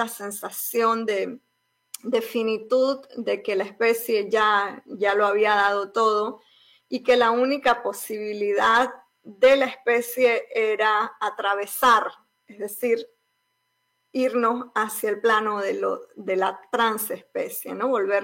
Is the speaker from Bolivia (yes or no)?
yes; Bolivia; now in United States; No solamente que soy migrante de Bolivia a Estados Unidos